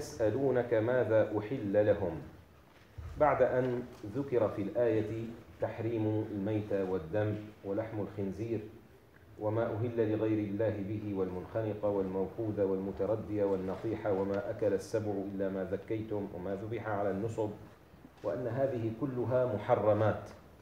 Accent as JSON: {"language": "Arabic", "country": "Syria", "lives_now": "Turkey", "said": "هنا في تركيا علماء تركيا يخففون فيه، عندنا في الشام علماؤنا يشددون فيه"}